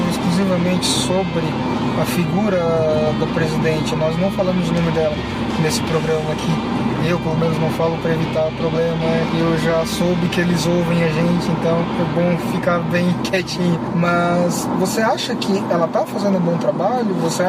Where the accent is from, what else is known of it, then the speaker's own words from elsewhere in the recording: Criciúma, Santa Catarina, Brazil; Eu sou de Santa Catarina, sou de Criciúma.